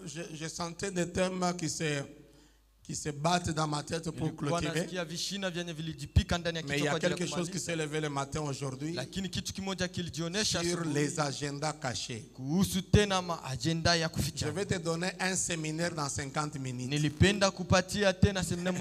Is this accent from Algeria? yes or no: no; Tanzania; Même chez nous en Tanzanie, c'est comme ça.